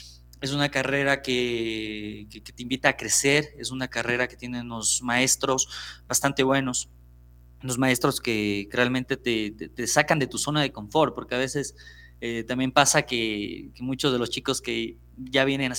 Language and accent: Spanish; Ambato, Tungurahua, Ecuador; now in Quito, Ecuador; alrededor de los 8 o 9 años me fui a vivir ya en Ambato. Entonces yo me considero un ambateño porque la mayoría de mi vida la hice por allá. Entonces yo acá en Quito siempre digo que soy de Ambato.